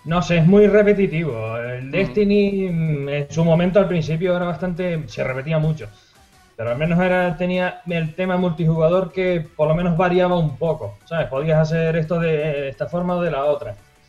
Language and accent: Spanish; Canary Islands, Spain; Sí, pero yo soy de Tenerife, eso hay que aclararlo.